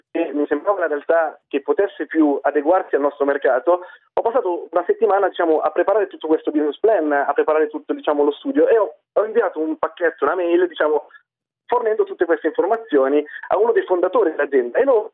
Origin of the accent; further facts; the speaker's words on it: Lombardy, Italy; sono italiano, sono cresciuto in Italia, nella zona di Milano, mi sono laureato in economia a Milano.